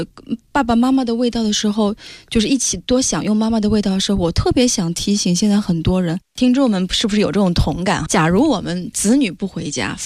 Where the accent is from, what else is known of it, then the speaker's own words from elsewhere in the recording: Shanghai, China; 我上海人有一种说法，我不知道你们有没有